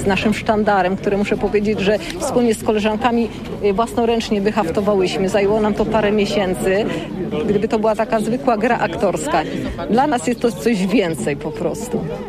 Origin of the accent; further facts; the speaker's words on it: Łódź Voivodeship, Poland; a ponieważ pochodzimy z tego województwa łódzkiego